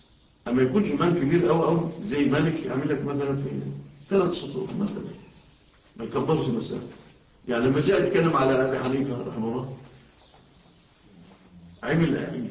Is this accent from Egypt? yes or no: yes; Egypt; أنتوا شوفوا في بلادنا مصر